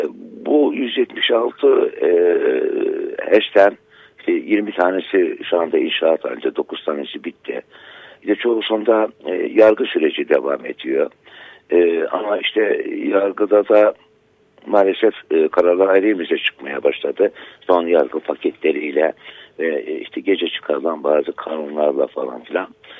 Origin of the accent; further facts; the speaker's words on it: Artvin, Turkey; Benim köyüm Derneği Barajı suları altında kaldı. O Artvin'in kültürünü oluşturan köylerden bir tanesiydi.